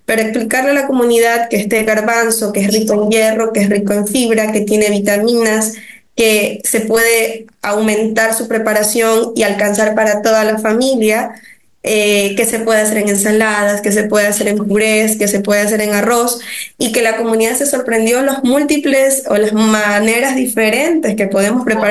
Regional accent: Ecuador; que queremos que se haga una cultura que es parte de nosotros como los ecuatorianos.

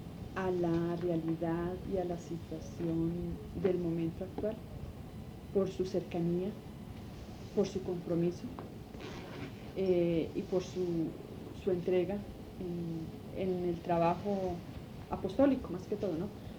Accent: Quindío, Colombia; A ver, yo nací en el Quindío, yo soy quindiana, pero mis padres son del Tolima y tengo 2 hermanos que son del Tolima y 2 hermanos que son del Llano

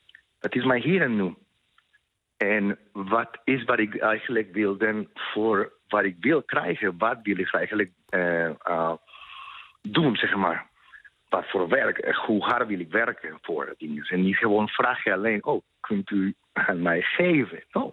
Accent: Colombia; now in Netherlands; Ik kom uit Colombia oorspronkelijk. Ik woon al 18 jaar.

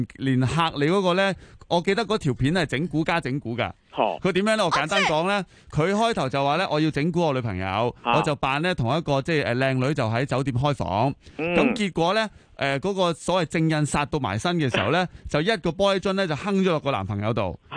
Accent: Hong Kong; 呢个系土炮嘅，我哋香港人自己整嘅，

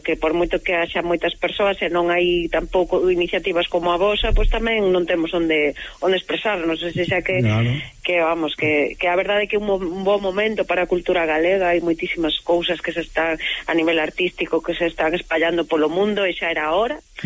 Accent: Vigo, Galicia, Spain; que son de Vigo, en 20 minutos estou en Valencia

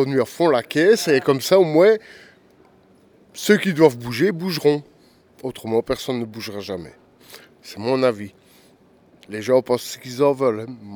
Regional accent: Liège, Wallonia, Belgium; moi, je suis un pur liégeois, je viens de Liège.

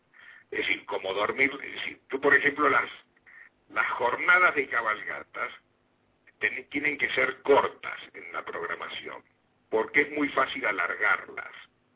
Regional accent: Argentina; porque somos argentinos y somos medios despatarrados, y somos medios cambiantes.

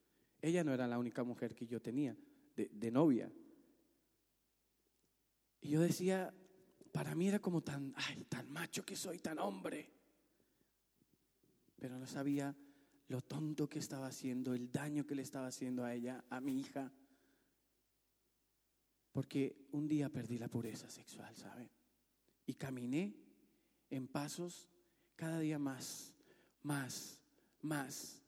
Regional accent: Sogamoso, Boyacá, Colombia; ella en ese momento no estaba en mi ciudad natal, no estaba en Sogamoso

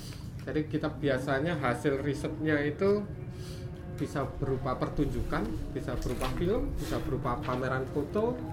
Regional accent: Yogyakarta, Special Region of Yogyakarta, Indonesia; saya dari Yogyakarta.

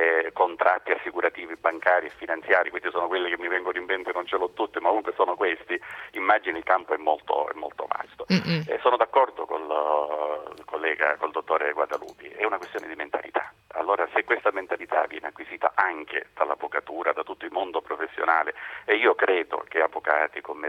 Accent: Sicily, Italy; Qui in Sicilia, proprio da me, dalle mie parti, ho assistito a cifre

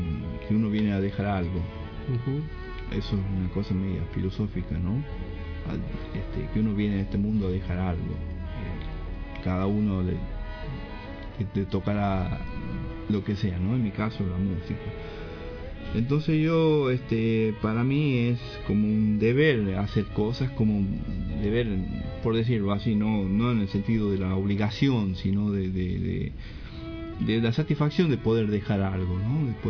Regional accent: Chilecito, La Rioja, Argentina; born there; also born or lived in Buenos Aires; Yo nací en Chilecito.

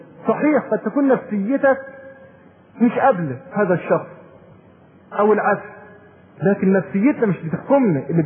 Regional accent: Egypt; دي للأسف اسوأ ما تكون عندنا في مصر

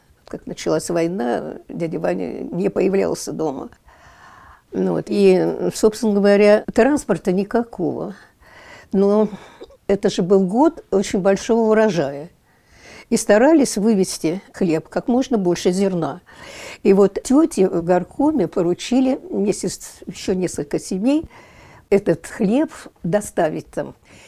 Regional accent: Moscow, Russia; born there; also born or lived in Ukraine; Я родилась 8 мая 1933 года. Родилась я в Москве. Мне было лет 5, когда меня отправили к папиным родственникам на Украину

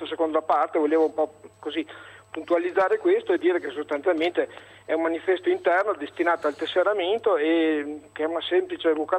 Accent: Verona, Veneto, Italy; Io sono da Verona

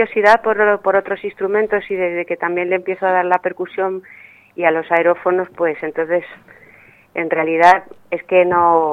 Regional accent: Madrid, Community of Madrid, Spain; born there; uno nace en una ciudad grande, yo nací en Madrid, y si no estás vinculada a algún pueblo

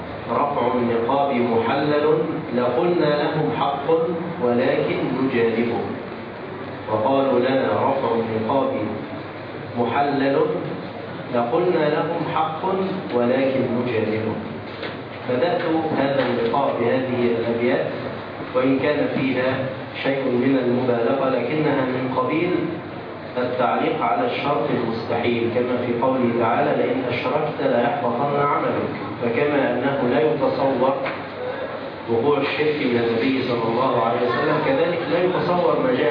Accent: Egypt; والاعتداء على الحجاب في بلدنا مصر

